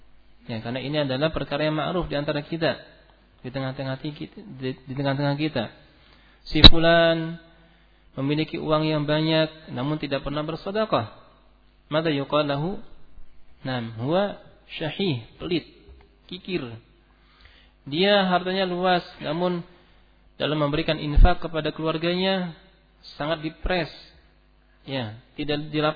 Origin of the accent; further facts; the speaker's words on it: West Java, Indonesia; Nah, sama, saya juga Sunda.